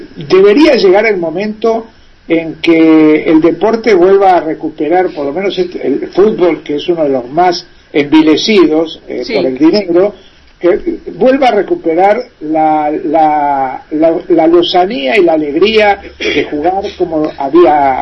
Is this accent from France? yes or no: no; Argentina; yo soy muy crítico, por ejemplo, con una figura que en mi país es un dios, y en el mundo también.